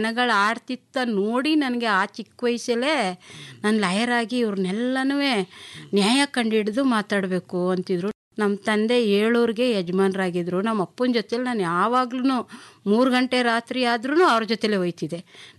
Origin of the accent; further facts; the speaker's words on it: Ulgerepura, Karnataka, India; ನನ್ನ ಹುಟ್ಟೂರು ಉಲ್ಗೆರೆಪುರ, ಮುದ್ದೂರು ತಾಲೂಕು, ಮಂಡ್ಯ ಜಿಲ್ಲೆ.